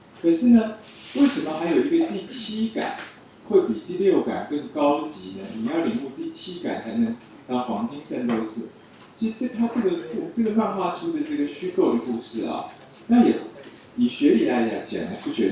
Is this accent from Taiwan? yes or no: yes; Taiwan; 我们台湾其实还好，我们台湾的中医界的人基本上都是凡人啊